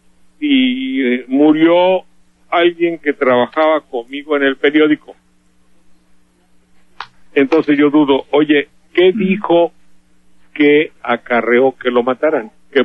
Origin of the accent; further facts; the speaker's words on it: Veracruz, Mexico; Porque soy de Veracruz